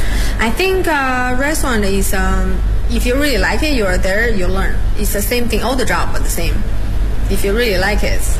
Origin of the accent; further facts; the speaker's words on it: Beijing, China; I live in Hutong like for 10 years. And I'm from Beijing. That's part of my life, my culture.